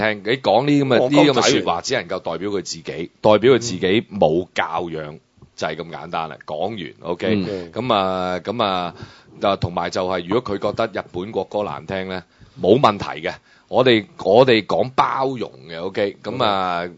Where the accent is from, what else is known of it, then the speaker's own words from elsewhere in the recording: China; 我真係要再次澄清，我係一個中國人嚟嘅